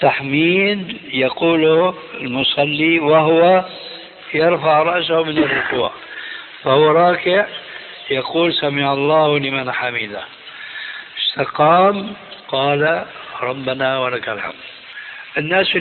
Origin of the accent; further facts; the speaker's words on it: Damascus, Damascus Governorate, Syria; إماما عندنا في دمشق كان يصلي في المسجد